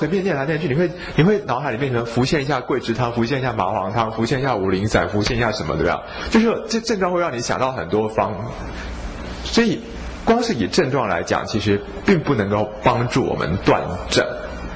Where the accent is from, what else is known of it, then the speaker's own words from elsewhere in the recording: Taiwan; 我觉得我们台湾人很会生气又很不会发脾气